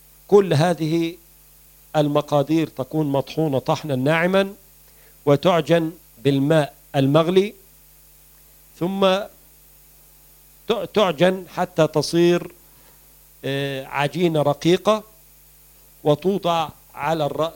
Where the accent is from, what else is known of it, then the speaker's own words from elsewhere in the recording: Egypt; وبعض الأماكن يسمى الكرنب عندنا في مصر.